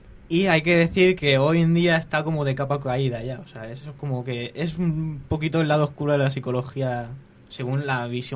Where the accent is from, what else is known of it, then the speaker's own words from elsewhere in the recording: Alicante, Valencian Community, Spain; Pues yo vengo de Virgen del Remedio, de toda la vida del barrio. Y nada, pues tengo 19 años para 20.